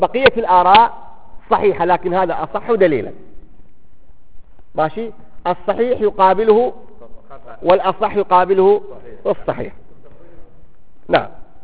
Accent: Baghdad, Baghdad Governorate, Iraq; فاليوم المفتى عندنا في بغداد

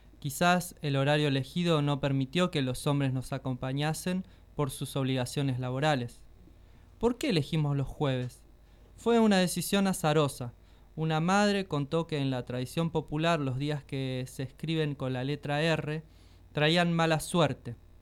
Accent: Buenos Aires, Argentina; born there; Tengo 88 años, nací en Buenos Aires, Argentina

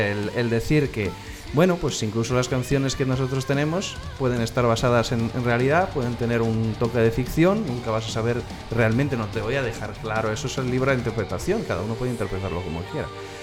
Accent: northern Italy, Italy; now in Spain; Mateo y yo somos del norte de Italia. Es verdad que llevamos viviendo aquí en España muchísimo tiempo.

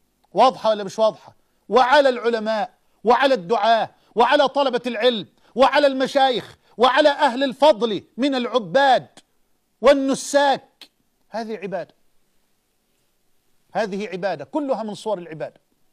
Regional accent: Egypt; وأسألك أن تحفظ بلادنا مصر من الفتن

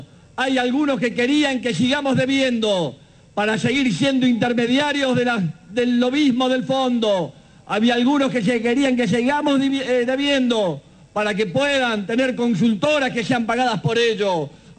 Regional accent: Argentina; Tenemos decisión soberana, somos los argentinos los que construimos nuestro destino.

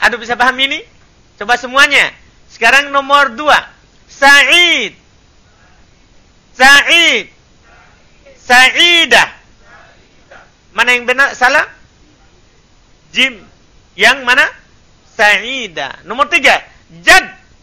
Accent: Makassar, South Sulawesi, Indonesia; Cuma karena kita orang Makassar, ya kan semuanya nenek.

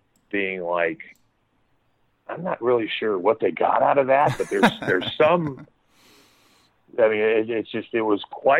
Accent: Florida, United States; Stetson, because I grew up in Florida

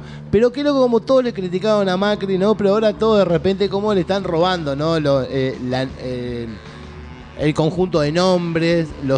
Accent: Argentina; Mal, pero somos argentinos

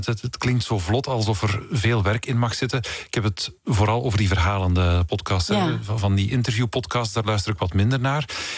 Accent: Belgium; Nee, ik kom niet uit Brazilië, wel uit België.

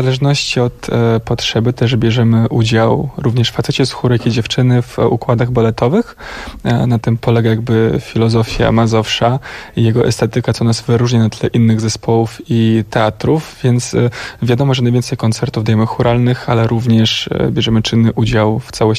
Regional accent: Moldova; now in Poland; Tak, ja pochodzę z Mołdawii. W Polsce mieszkam od 11 lat.

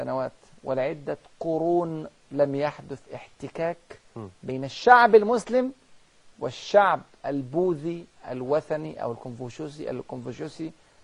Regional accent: China; Arabic is a second language; احنا عندنا في الصين 3 ديانات رئيسية،

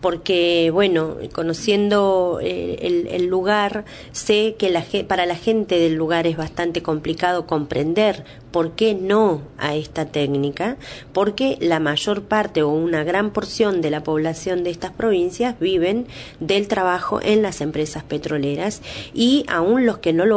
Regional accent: Río Negro, Argentina; born there; si bien yo soy nacida en Río Negro, mis familiares están dentro de la provincia de Neuquén

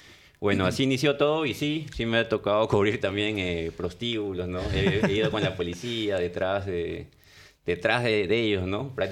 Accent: Lima, Peru; Yo soy de Lima, Perú.

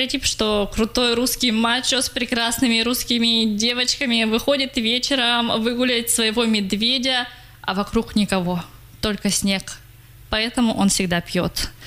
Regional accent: Russia; Когда они узнали, что я из России

